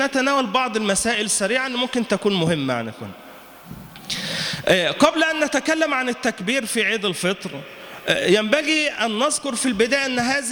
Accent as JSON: {"language": "Arabic", "country": "Egypt", "said": "المتنبي كان عندنا في مصر"}